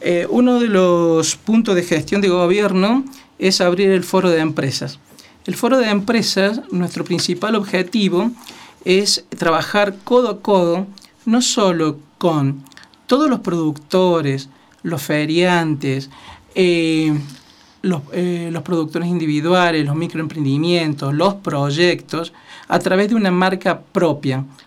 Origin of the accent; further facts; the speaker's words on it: Villa Dolores, Córdoba, Argentina; born there; Nací el 10 de enero de 1973 en el hospital de Villa Dolores, que es donde todos nacemos